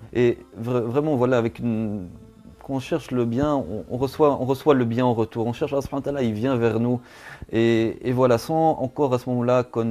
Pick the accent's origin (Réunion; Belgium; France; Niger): Belgium; Je suis belge, d'origine belge, j'ai 32 ans et toujours grandi, vécu en Belgique. Et je suis, alhamdoulilah, par la grâce de Allah subhanahu wa ta'ala, je suis rentré dans l'islam à l'âge de 19 ans en 2001.